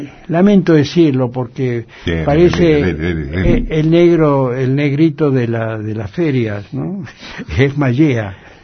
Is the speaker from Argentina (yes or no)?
yes; Rivera, Buenos Aires Province, Argentina; No, cerca de Santa Rosa, un pueblo que se llama Rivera.